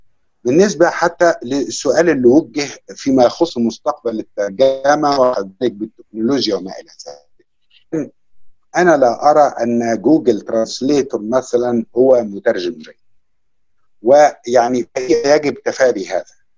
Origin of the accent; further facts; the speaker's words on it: Egypt; أو كمصري لأدبي ولثقافتي أنا أعتقد أنها مختلفة